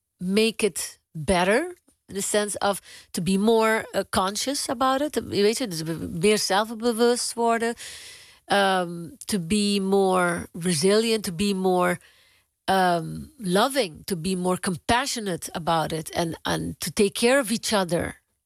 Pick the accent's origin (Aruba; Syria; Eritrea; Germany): Aruba; ik ben op Aruba geboren. Ik ben een Arubaan. Maar ik ben ook van Spanje, van Colombia, van Curaçao, van Venezuela. Mijn overgrootvader is PIC'er. Hij komt van Spanje.